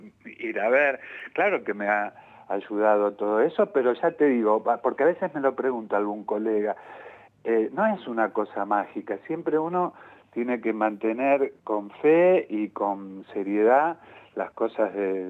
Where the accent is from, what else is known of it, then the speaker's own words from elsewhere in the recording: Ramos Mejía, Buenos Aires Province, Argentina; yo soy de Ramos Mejía, de La Matanza, y para mí La Lucila del Mar es como Ramos Mejía, pero con mar